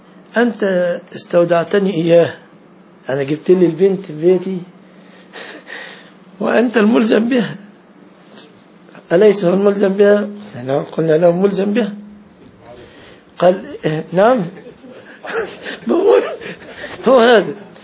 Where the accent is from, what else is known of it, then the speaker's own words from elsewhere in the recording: Egypt; عندنا في مصر يقول لك مثلا اذا صدمت واحد يقول لك قضاء وقدر